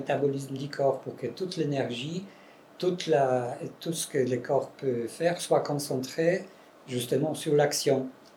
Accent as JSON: {"language": "French", "country": "Poland", "accent": "Polish", "second_language": "French", "said": "il y a un accent polonais aussi dedans. Comme je suis polonais, pardon."}